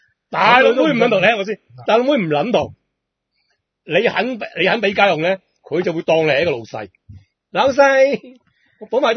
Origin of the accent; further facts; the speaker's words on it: Hong Kong; 一直都系我哋香港人喺度自嗨。